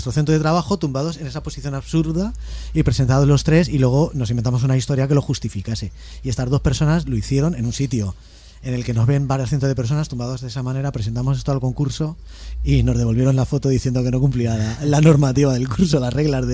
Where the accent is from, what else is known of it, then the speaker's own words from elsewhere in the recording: Móstoles, Community of Madrid, Spain; Aunque somos de Móstoles, coño.